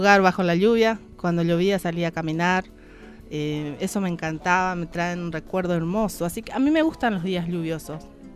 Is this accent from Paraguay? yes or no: yes; Paraguay; Yo vengo del campo, de una familia campesina, gente trabajadora. Fui en una escuela rural hasta el noveno grado. Después fui al pueblo para cursar mi bachillerato.